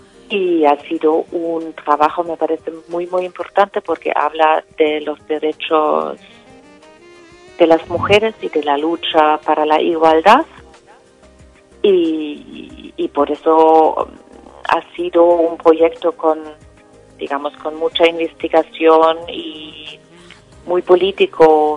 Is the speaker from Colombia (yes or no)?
no; Germany; Spanish is a second language; moved away as an adult; now in Spain; yo vivo en España desde hace casi 33 años, y una razón por la que me fui de Alemania para vivir en España fue la movida madrileña, los años 80